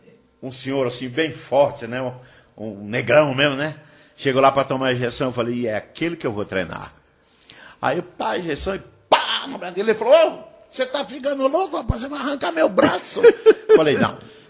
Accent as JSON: {"language": "Portuguese", "town": "Salto da Divisa", "region": "Minas Gerais", "country": "Brazil", "tie": "born there", "said": "Eu nasci em Salto da Divisa, eu sou baianeiro, né?"}